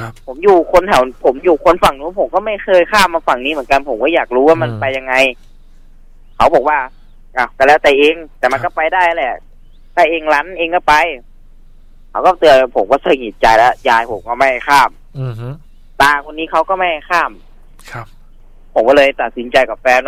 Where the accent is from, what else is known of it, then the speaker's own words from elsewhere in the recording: Saraburi, Thailand; ผมเป็นคนสระบุรีนะ